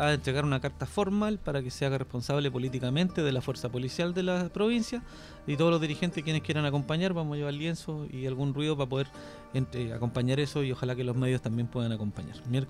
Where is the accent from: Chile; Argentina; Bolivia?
Chile; Concepción, Biobío; es pega pendiente para nosotros que somos los de Conce.